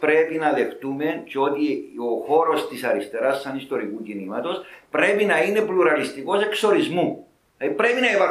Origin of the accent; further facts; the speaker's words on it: United States; Λοιπόν, εγώ μεγάλωσα στην Αμερική, ήταν φοιτητής. Έζησα τα κινήματα της Αμερικής που ήταν το απότοκο της δεκαετίας του 60.